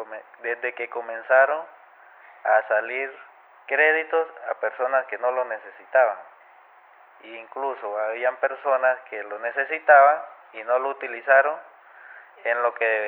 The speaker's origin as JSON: {"language": "Spanish", "country": "Venezuela", "said": "la situación que estamos viviendo allá en mi país, Venezuela."}